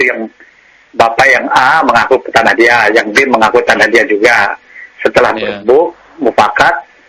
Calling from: Lampung, Indonesia; Dari Ayadi, dari Tanggamus, Lampung.

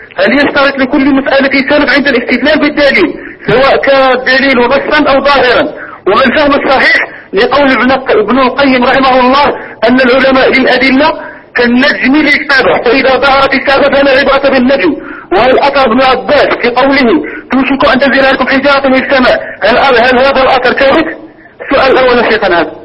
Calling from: Algeria; هنا في الجزائر

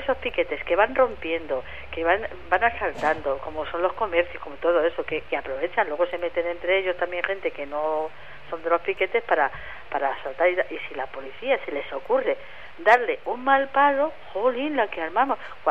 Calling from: Madrid, Community of Madrid, Spain; Desde Madrid, de Garganta del Rey.

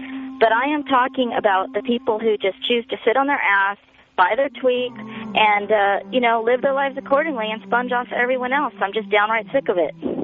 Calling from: Oceanside, California, United States; I'm calling from Oceanside, and boy, do I have a story for you.

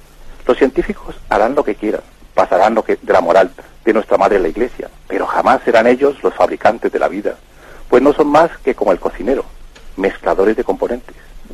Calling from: Catalonia, Spain; de Parafluyer, en Gerona.

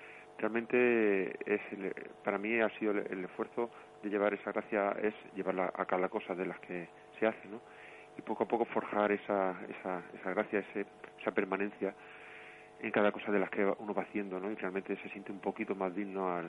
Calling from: Alicante, Valencian Community, Spain; Hola, buenos días … de Alicante.

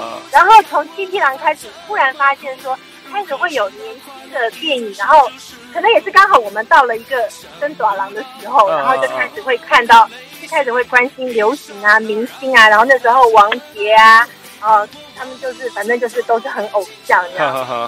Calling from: Taipei, Taiwan; 我是台北的

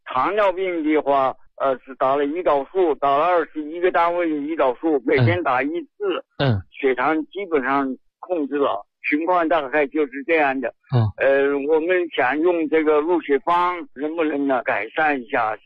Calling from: Changsha, Hunan, China; also born or lived in Shenyang; 湖南长沙。

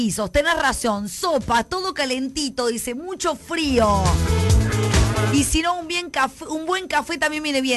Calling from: Córdoba, Argentina; Un beso enorme a todos los de Alta Córdoba que nos están escuchando.

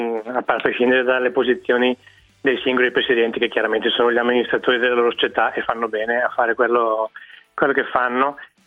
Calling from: Bergamo, Lombardy, Italy; Volevo, io vengo da Bergamo

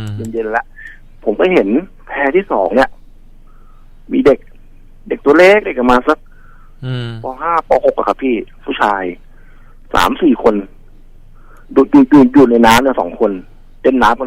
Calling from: Rayong, Thailand; เกิดได้ครับระยองสวนยางครับ

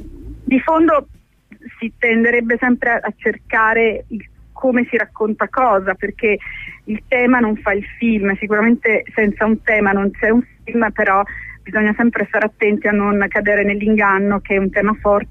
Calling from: Venice, Veneto, Italy; Ci sono da Venezia

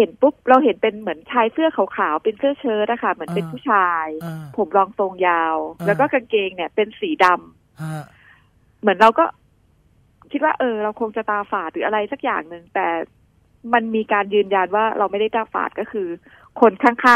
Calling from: Bangkok, Thailand; แถวตลาดพลูอะค่ะ

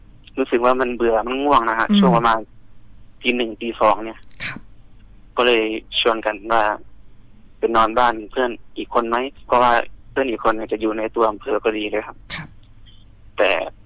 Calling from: Pathum Thani, Thailand; ตอนนี้อยู่ที่ปทุมธานีครับ

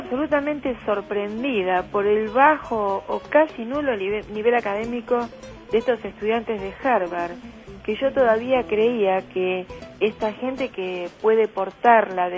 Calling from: Ciudad Evita, Buenos Aires Province, Argentina; de Ciudad Evita

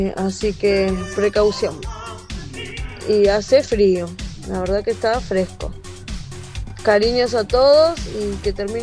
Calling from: Quilmes, Buenos Aires Province, Argentina; de Quilmes.

